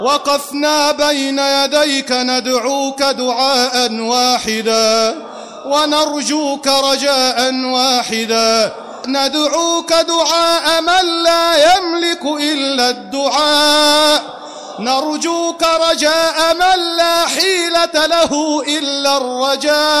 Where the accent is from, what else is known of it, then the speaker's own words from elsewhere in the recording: Egypt; اللهم احرس بلدنا مصر بعينك التي لا تنام